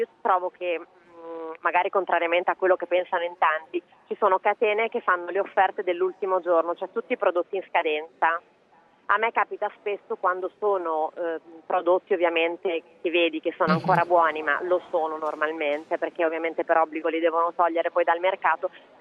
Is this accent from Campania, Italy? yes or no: yes; Campania, Italy; born there; sono nata in Campania con un padre pugliese e una mamma bolognese. Quindi ho avuto questo mix di regioni